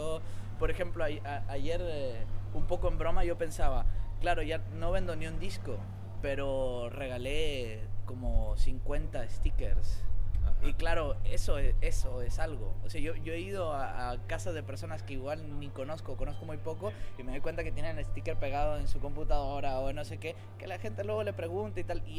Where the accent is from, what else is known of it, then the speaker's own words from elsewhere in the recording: Mexico; yo soy de México